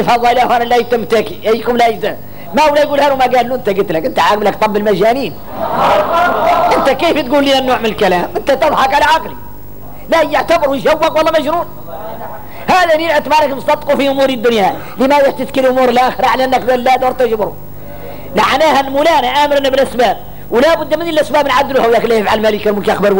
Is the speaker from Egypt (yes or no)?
no; Mauritania; إحنا موريتاني